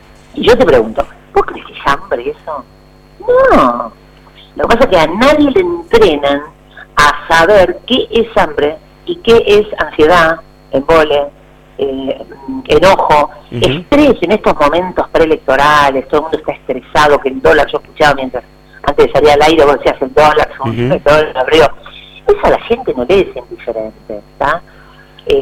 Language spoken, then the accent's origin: Spanish; Argentina; No comemos igual, no sé, los jujeños que los porteños, uh-huh. Y somos argentinos.